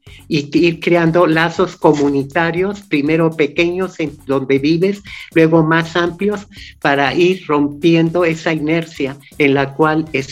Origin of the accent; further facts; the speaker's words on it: Mexico; ¿cuáles son nuestros grandes temas que también debemos reconocer como mexicano?